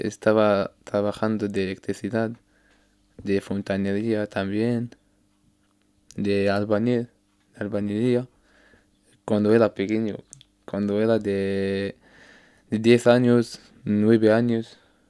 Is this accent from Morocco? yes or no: yes; Tangier, Tanger-Tetouan-Al Hoceima, Morocco; Spanish is a second language; Soy de Tánger, mi ciudad se llama Tánger.